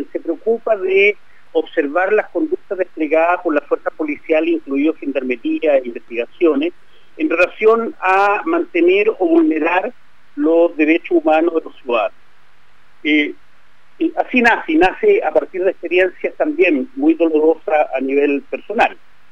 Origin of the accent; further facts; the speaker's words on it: Chile; Hoy día somos testigos los chilenos de cómo este Estado